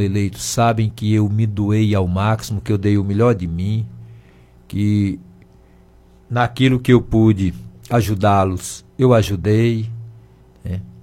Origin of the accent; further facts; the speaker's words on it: Campos Sales, Ceará, Brazil; aos meus conterrâneos da minha terra. Conterrâneo da minha terra foi legal